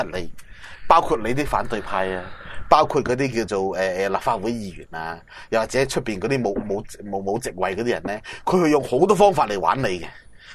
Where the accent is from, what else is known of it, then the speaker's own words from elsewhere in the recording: Hong Kong; 你系我哋香港人嘅光荣